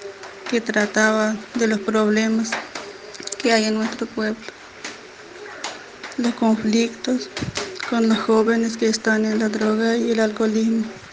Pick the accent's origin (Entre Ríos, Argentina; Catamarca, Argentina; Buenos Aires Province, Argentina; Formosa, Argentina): Formosa, Argentina; Ingeniero Juárez; soy la esposa de Agustín y soy huichí de Ingeniero Juárez.